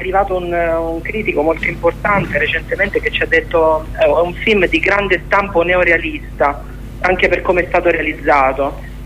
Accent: Abruzzo, Italy; Io per esempio sono abruzzese, all'Aquila lo sapete tutti cosa è successo.

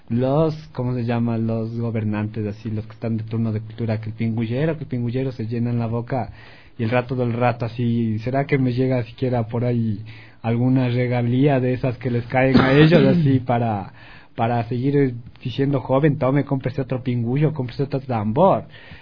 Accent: Alangasí, Pichincha, Ecuador; hablando de las fiestas de Inti Raymi de mi pueblo en Alangací.

